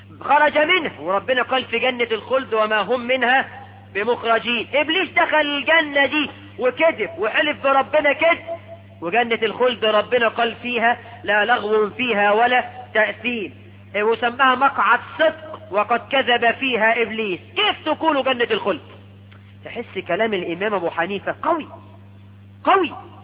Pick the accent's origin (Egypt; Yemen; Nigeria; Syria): Egypt